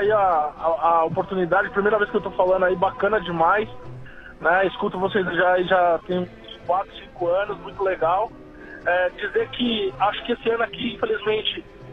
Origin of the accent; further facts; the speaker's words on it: São Paulo, Brazil; eu tô aqui na Paulista, né? Mas na verdade eu sou do Jaçanã.